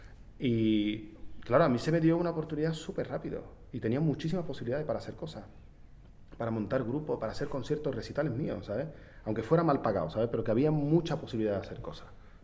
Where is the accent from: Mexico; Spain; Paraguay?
Spain; Seville, Andalusia; yo considero Sevilla como un paraíso, digamos, tú sabes cómo soy de Sevilla